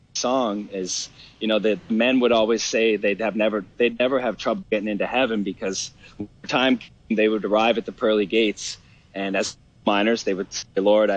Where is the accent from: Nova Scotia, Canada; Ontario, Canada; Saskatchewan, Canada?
Nova Scotia, Canada; we grew up on Cape Breton Island, which was the home of the plant.